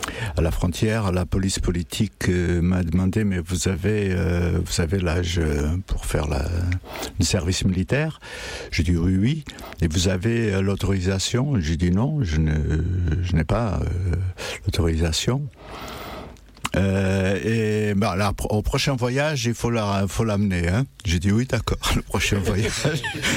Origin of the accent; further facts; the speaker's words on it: Setúbal, Portugal; now in France; Moi aussi, quand je suis parti du Portugal, ce n'était pas pour rester en France. Je devais aller à Hambourg parce que les copains de la plage, là, à Setúbal, on devait aller travailler déjà dans des cargos à Hambourg